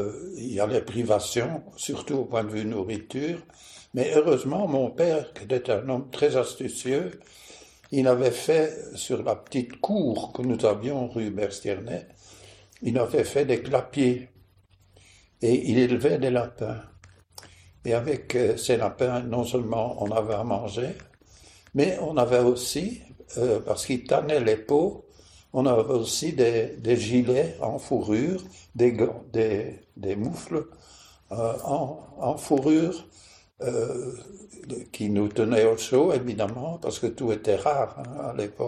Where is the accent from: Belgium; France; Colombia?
Belgium; Brussels; born there; Je suis né à Bruxelles. Et d'abord, le lieu de naissance est assez amusant parce que je suis né à Impasse des Travailleurs, c'est à Bruxelles